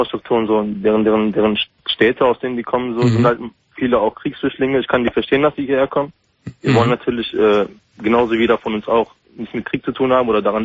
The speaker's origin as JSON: {"language": "German", "country": "Germany", "tie": "born there", "said": "Ich bin gebürtig Deutscher, aber ich bin türkisch, ja, also türkischer Herkunft."}